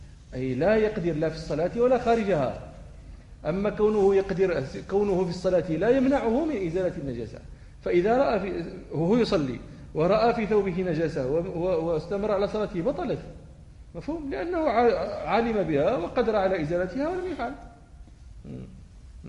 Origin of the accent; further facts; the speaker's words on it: Morocco; إحنا الإبل في المغرب، عندنا في الجنوب المغربي